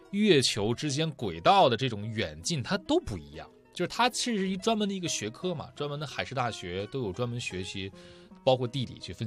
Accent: Dalian, Liaoning, China; 我大连长大的大连人

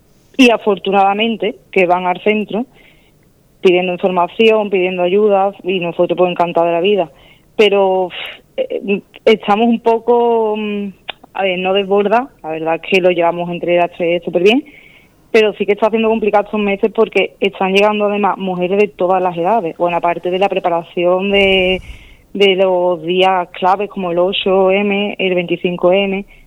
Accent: Las Cabezas de San Juan, Andalusia, Spain; yo de las cabezas

